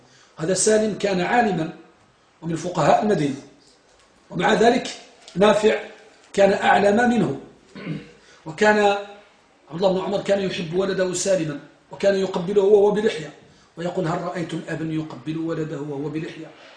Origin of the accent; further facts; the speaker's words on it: Morocco; أنتم ترون الآن عندنا بالمغرب